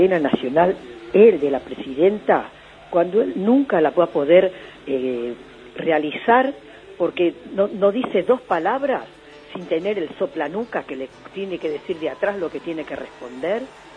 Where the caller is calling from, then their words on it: Villa Ballester, Buenos Aires Province, Argentina; de Ballester.